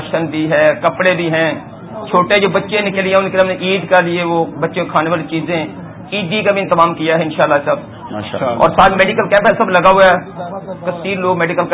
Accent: Lakki Marwat, Khyber Pakhtunkhwa, Pakistan; اس وقت ہم لکی مروت جو ہمارا شہر ہے خیبر کا

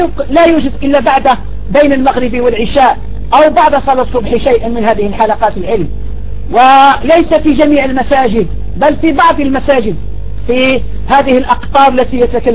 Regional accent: Algeria; فها نحن ندرس هذه الكتب في بلادنا الجزائر والحمد لله

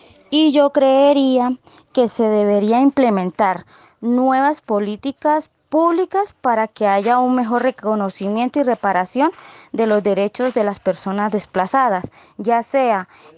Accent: Norte de Santander, Colombia; Yo soy una joven del Catatumbo.

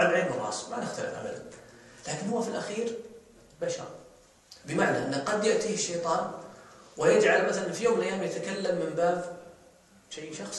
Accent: Saudi Arabia; في الخليج مثلا عندنا في السعودية

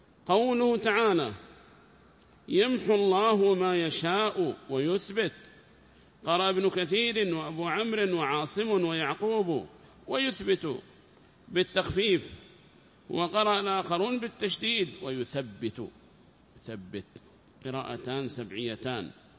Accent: Taiz, Taiz Governorate, Yemen; وهذا مشهور قال عندنا في تعز

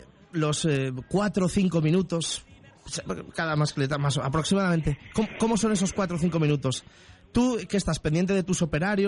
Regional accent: Valencian Community, Spain; Pues como valenciano te lo agradezco muchísimo.

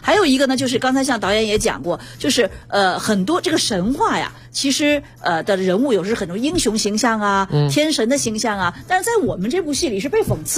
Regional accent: China; 那么我们作为中国人，我们的理解是什么呢？

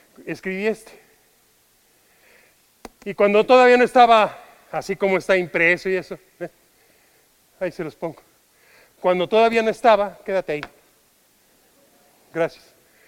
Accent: Mexico; Yo soy mexicano. Yo no pertenezco a España más que en amor.

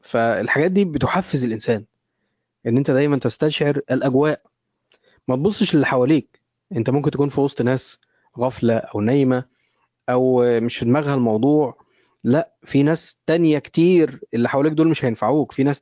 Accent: Egypt; يعني تخيل احنا عندنا في مصر حاليا كيلو اللحمه وصل كام؟

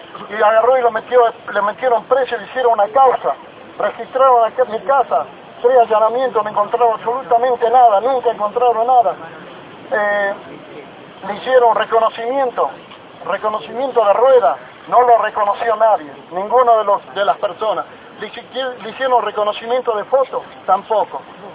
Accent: Buenos Aires, Argentina; Soy un habitante de la Villa 31 de Retiro.

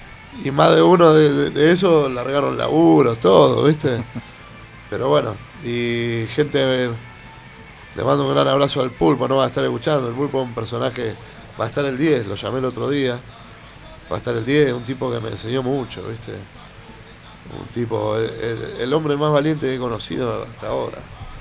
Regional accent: Buenos Aires, Argentina; yo me crié de adolescente en Plaza de Mayo. Y después fui padre y me empecé a mudar, viví en Barracas. Y terminé viviendo ahí en Crucecita

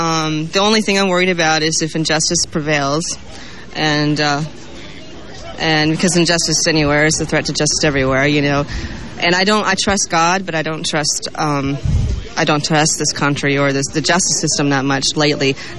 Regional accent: Portland, Oregon, United States; I'm from Portland, Oregon.

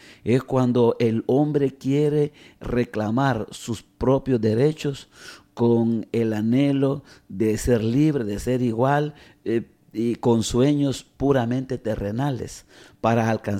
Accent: El Salvador; En mi caso como salvadoreño, un sacerdote que se identificara con los campesinos

